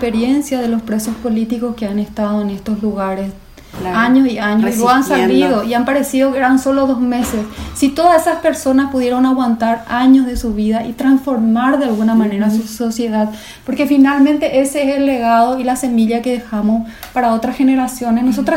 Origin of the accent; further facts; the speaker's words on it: Berriozar, Navarre, Spain; Amo Berriozar, mi vida, mi pueblo del corazón.